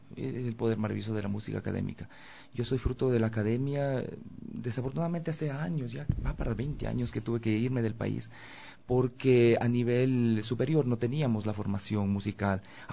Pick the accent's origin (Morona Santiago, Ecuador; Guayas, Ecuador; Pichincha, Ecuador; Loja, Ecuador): Pichincha, Ecuador; Conocoto; born there; Yo nací muy cerca de aquí, en el Valle de los Chillos, en Conocoto. Ah, ahí, en la propia casa mía.